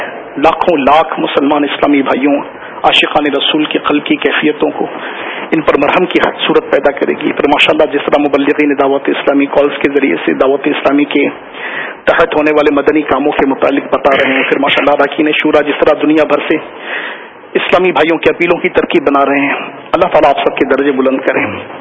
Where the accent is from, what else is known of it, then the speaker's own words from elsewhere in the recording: Nawabshah, Sindh, Pakistan; ہمارا شہر نواب شاہ بھی اور اس کا ایک بہت بڑا انٹیریئر ایریا بہت زیادہ ان دنوں زیر آب ہے